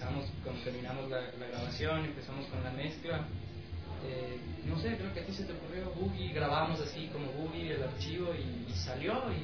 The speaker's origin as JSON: {"language": "Spanish", "country": "Ecuador", "said": "todos somos ecuatorianos, solo el caballero aquí es semi-venezolano"}